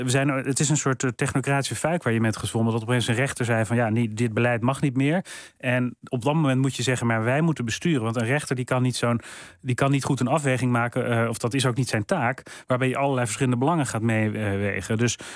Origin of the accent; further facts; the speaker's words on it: Netherlands; also born or lived in London; En ik wil terug naar Nederland, naar mijn wortels, naar mijn eigen land, als het ware. Waar ik ben opgegroeid en waar ik me ook zorgen over maak.